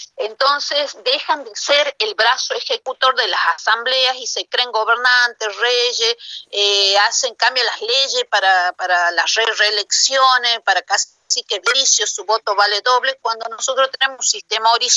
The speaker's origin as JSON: {"language": "Spanish", "country": "Argentina", "said": "nosotros como argentinos tenemos la obligación de cumplir y hacer cumplir la Constitución"}